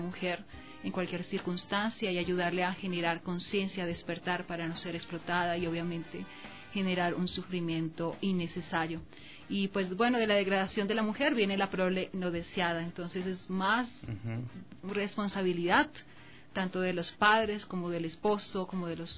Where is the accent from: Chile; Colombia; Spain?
Colombia; si considero que yo soy mujer, soy de Colombia